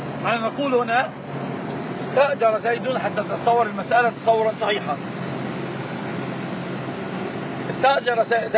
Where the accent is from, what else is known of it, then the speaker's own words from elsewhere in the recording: Egypt; ما طبعا غير عندنا في مصر،